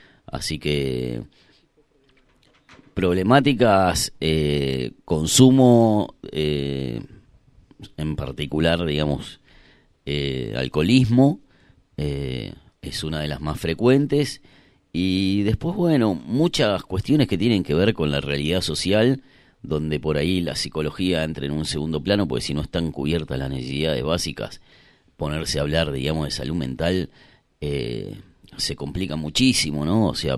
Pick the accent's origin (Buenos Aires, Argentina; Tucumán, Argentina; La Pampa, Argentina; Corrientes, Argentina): Buenos Aires, Argentina; born there; Yo nací en Capital Federal, en un barrio muy lindo de Capital, que se llama Villa Urquiza, donde era bastante residencial. Eso se terminó, o sea, hoy cada vez que vuelvo cada vez hay más edificios, como que construyeron un barrio sobre el otro, desapareció completamente. Y bueno, vine a Bariloche